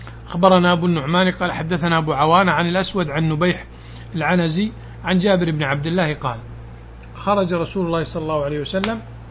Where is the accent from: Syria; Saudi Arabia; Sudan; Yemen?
Saudi Arabia; Najd; جاء سيل عظيم عندنا في نجد